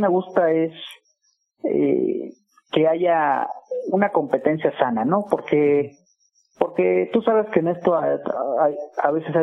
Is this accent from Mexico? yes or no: yes; Azcapotzalco, Mexico City, Mexico; Yo soy de Azcapo y los demás músicos son de la Gustavo Amadero, que es obviamente cerquita